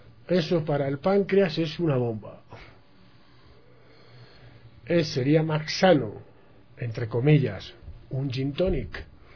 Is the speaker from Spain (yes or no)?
yes; Spain; Una de las cosas que yo veo en diferencia de mi país, yo soy español, y entonces los españoles bebemos mucho